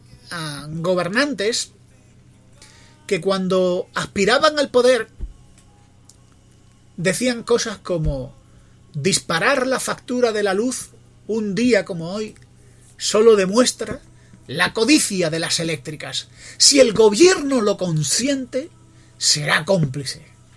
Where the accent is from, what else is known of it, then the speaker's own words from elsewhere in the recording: Spain; los catalanes son mis vecinos, mis compatriotas, y como españoles